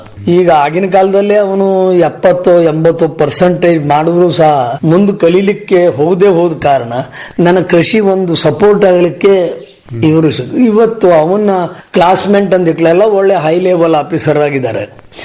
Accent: Hasanagi, Karnataka, India; ನಾವು ಮೂಲತಃ ಕರಡಿಗೆ ಮನೆ ಮತ್ತು ಹಾಸನಗಿಯವರಾಗಿದ್ರು. ಮೂಲತಃ ಹಾಸನಗಿಯವರು.

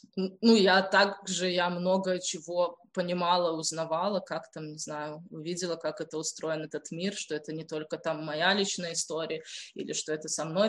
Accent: Belarus; это то, что я белорус и белорусская. В связи с тем, что происходит у нас в стране

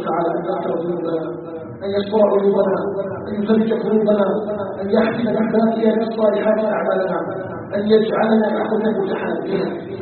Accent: Algeria; أن يجعل بلادنا الجزائر بلدا آمنا مؤمنا

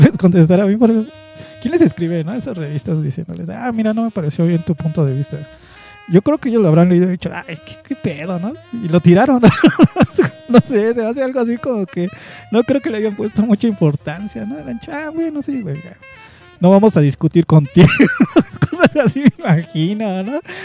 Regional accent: Mexico; no quiero sonar mal pedo, pero como mexicana, ¿no?

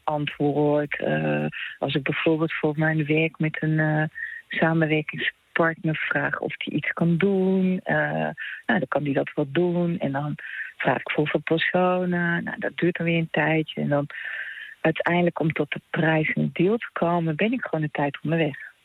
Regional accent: Netherlands; now in Italy; Nou ja, ik ben en blijf de Hollandese. En dat is ook goed, want dat ben ik ook. Ik doe volop mee, maar ben en blijf wel Nederlandse.

